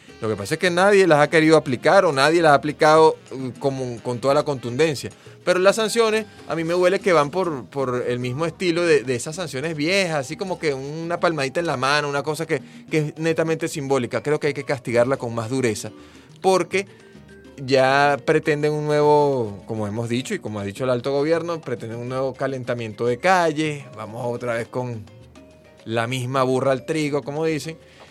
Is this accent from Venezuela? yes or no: yes; Venezuela; algo que a uno le duele como venezolano